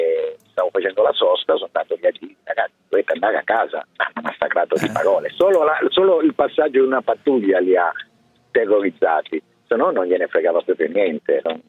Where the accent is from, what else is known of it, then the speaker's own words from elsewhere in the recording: Codogno, Lombardy, Italy; io sono un camionista, ho 57 anni, sono di Codogno